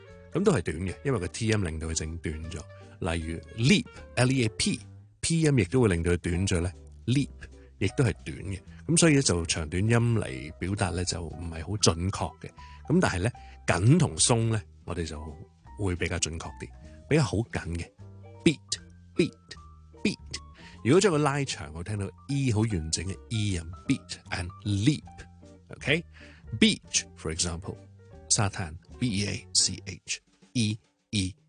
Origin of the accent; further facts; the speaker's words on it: Guangdong, China; 我哋广东人通常觉得有啲难学嘅元音 vowel， 就系个 e 音啦。